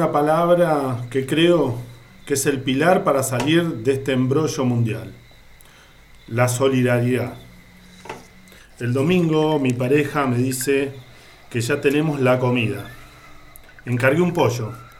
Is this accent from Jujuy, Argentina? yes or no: no; San Miguel, Buenos Aires Province, Argentina; Desde que soy muy chico vi esto, gracias a mi madre. Soy del partido de San Miguel, ahí hay un asentamiento